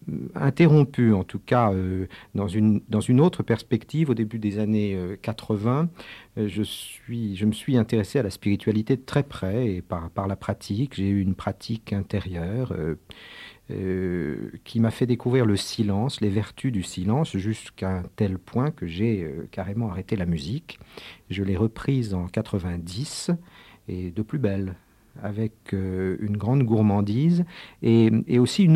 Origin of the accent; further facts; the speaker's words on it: Paris, Île-de-France, France; Donc mes parents sont venus en France, je suis né à Paris, j'ai fait mes études au conservatoire de Paris